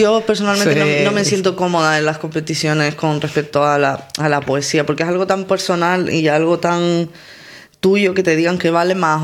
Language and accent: Spanish; Canary Islands, Spain; accent: Canarian; Yo me he dado cuenta que muchas veces cuando recito modificaba mi manera de hablar y es como, no, en canario.